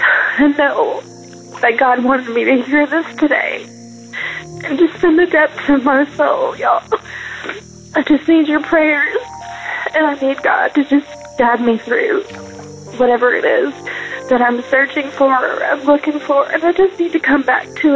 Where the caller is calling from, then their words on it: Kentucky, United States; I'm calling from Kentucky.